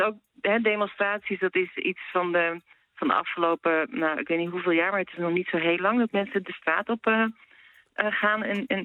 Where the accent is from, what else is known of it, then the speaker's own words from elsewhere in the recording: Netherlands; Nee, en sowieso, ik mag het niet eens, want ik ben Nederlander. Als Nederlander mag je officieel niet met politieke situatie inlaten.